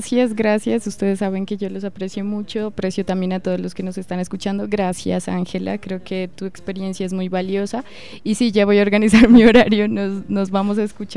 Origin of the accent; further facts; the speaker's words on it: Colombia; Nosotros como colombianos creo que tenemos en parte esa naturalización del conflicto